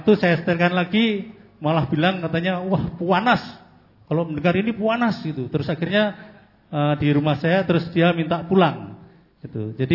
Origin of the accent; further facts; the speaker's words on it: Boja, Central Java, Indonesia; Dari Kamboja. Tadi Bapak tadi dari Perancis, saya dari Kamboja. Maksudnya Kampung Boja, daerah Kendal. Saya seorang prajurit TNI, sudah 31 tahun.